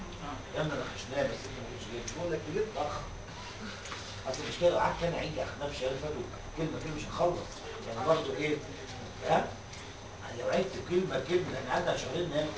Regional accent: Egypt

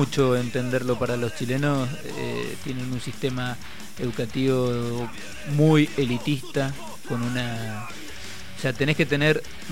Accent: Mendoza, Argentina; como yo soy de Mendoza.

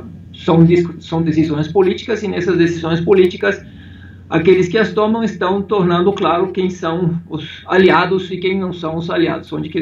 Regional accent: Mexico; now in Brazil; Olha, eu saí há muito tempo do México. Eu saí do México em 1996, isso significa 21 anos.

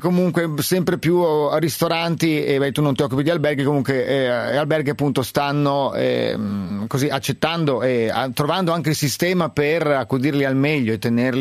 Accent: Milan, Lombardy, Italy; adesso io conosco qui perché sono di Milano

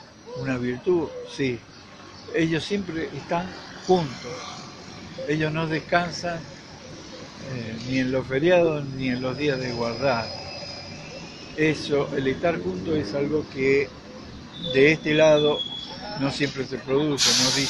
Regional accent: Mendoza, Argentina; moved away; yo me fui de Mendoza, como dice … ¿quién dice que me fui? Nada. Estoy siempre ligado a Mendoza

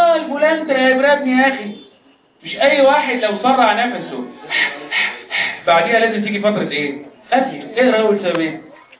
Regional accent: Egypt; طب يعني عندنا في مصر موجوده

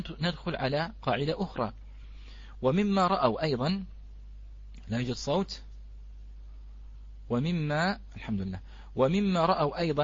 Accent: Bahrain; هذه نحن عندنا في البحرين كلمة ليوان

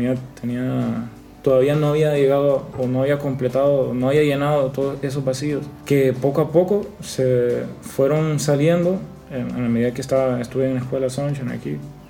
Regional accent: San Pedro Sula, Cortés, Honduras; born there; Tengo 25 años, nací en San Pedro Sula.

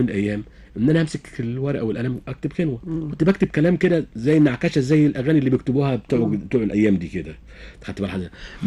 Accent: Kafr El Hatab, Dakahlia, Egypt; born there; ان انا من مواليد كفر الحطب مركز

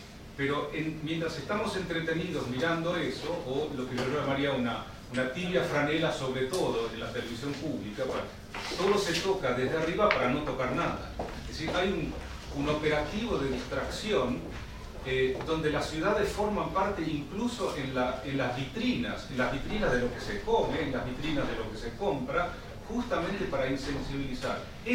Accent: Neuquén, Argentina; yo vengo de la Patagonia, en Neuquén

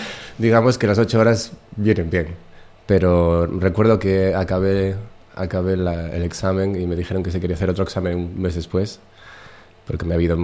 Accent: Gijón, Asturias, Spain; born there; En Gijón.

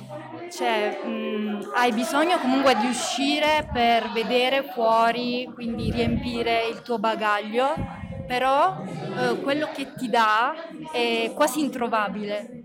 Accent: Pietrapertosa, Basilicata, Italy; Sì, sono di Pietra Pertosa anch'io.

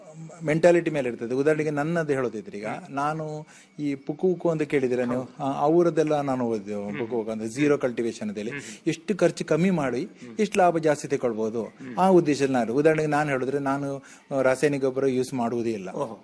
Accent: Kasaragod, Kerala, India; also born or lived in Mumbai; now in Kundapura, India; ಮೂಲತಃ ನಾನು ಕಾಸರಗೋಡ್ನವ. ನಾನು ಬಾಂಬೆಲ್ಲ ಸ್ವಲ್ಪ ಜಾಬಲ್ಲೆಲ್ಲ ಇದ್ದೆ.

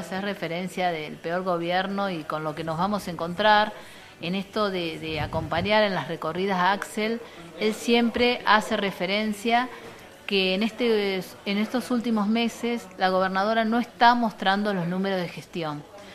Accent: Buenos Aires, Argentina; yo que vengo del pueblo de Eva

